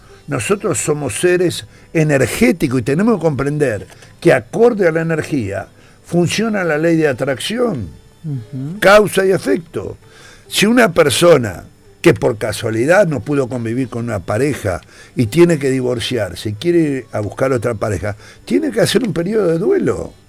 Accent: Argentina; yo soy argentino y no me voy a ir del país. Porque este es mi país, yo nací acá.

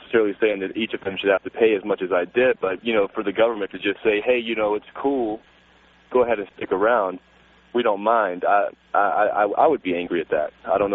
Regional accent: Ireland; I'm Irish. I would burn.

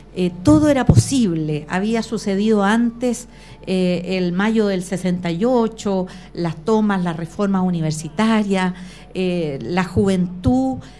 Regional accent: Osorno, Los Lagos, Chile; born there; now in Puente Alto, Chile; yo soy nací en el sur, en Osorno, en 1953. En realidad, soy de una familia que viene de más al sur aún. Mi padre era chilote, pero somos como los chilotes y sureños migrantes

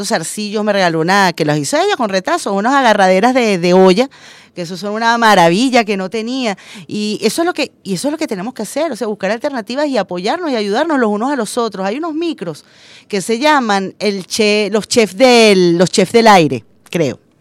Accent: Venezuela; todos somos venezolanos y todos estamos pasando roncha.

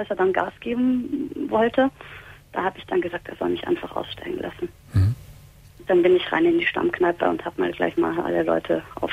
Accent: Vienna, Austria; now in Cologne, Germany; ich bin Wienerin und wohne jetzt aber schon seit ein paar Jahren in Köln

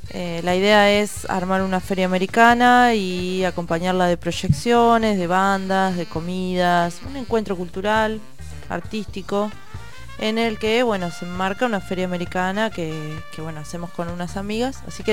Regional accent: La Plata, Buenos Aires Province, Argentina; yo que soy de La Plata.

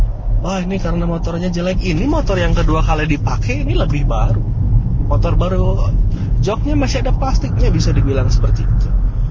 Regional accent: Java, Indonesia; Cerita nanya asli mana, saya bilang asli Jawa mas.

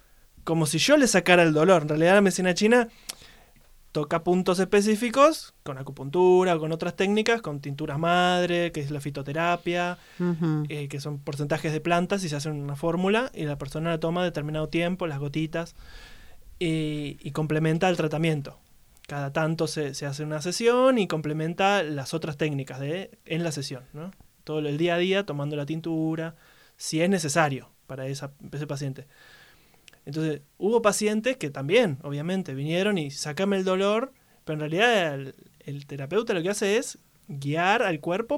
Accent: Buenos Aires, Argentina; now in Los Cocos, Argentina; atendí en Buenos Aires, que es donde yo me crié

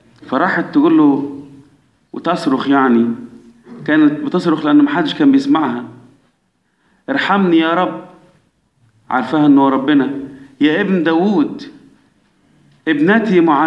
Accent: Egypt; احنا كمصريين اولاد مين من احفاد نوح؟ اولاد مصرايم.

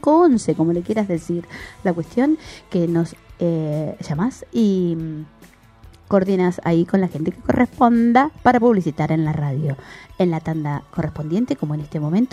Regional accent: Quilmes Oeste, Buenos Aires, Argentina; nosotros somos de acá de Quilmes Oeste

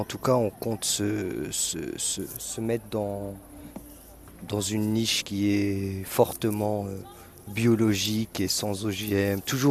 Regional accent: Paris, Île-de-France, France; Ah, et donc c'est pour ça que je disais ça, mais je suis de Paris.

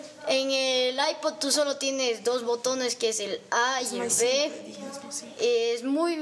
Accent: Ecuador; de Ecuador.

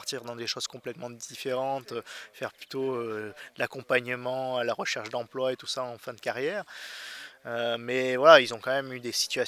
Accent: Provence-Alpes-Côte d'Azur, France; toute mon enfance sur la Côte d'Azur, j'ai passé mon temps à faire des cabanes, à explorer les bois autour de chez nous.

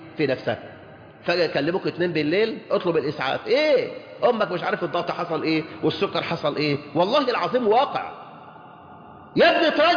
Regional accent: Mansoura, Dakahlia, Egypt; أنا زوجتي من كايرو وأنا من المنصورة، فلاحين المنصورة

